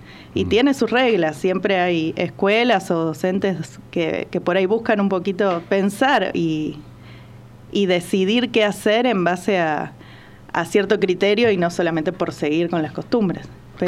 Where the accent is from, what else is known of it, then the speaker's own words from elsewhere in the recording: Buenos Aires, Argentina; now in Tanti, Argentina; Yo soy de Buenos Aires, vivo en Tanti hace un año y medio